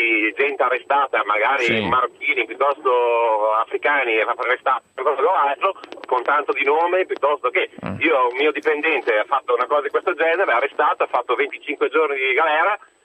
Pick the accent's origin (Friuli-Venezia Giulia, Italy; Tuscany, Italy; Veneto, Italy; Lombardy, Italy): Veneto, Italy; Verona; io sono di Verona